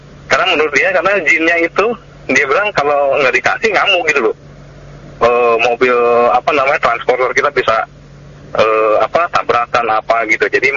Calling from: Tangerang, Banten, Indonesia; Saya dari … Pak di Citra Raya, Tangerang.

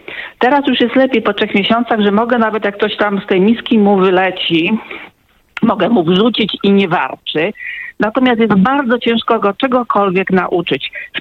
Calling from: Rzeszów, Subcarpathian Voivodeship, Poland; Ja jestem z Rzeszowa i dzwonię w trochę innej sprawie.

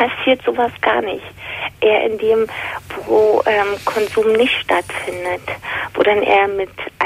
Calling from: Berlin, Germany; Ich bin eigentlich aus Berlin, wohne jetzt in Baden-Württemberg.

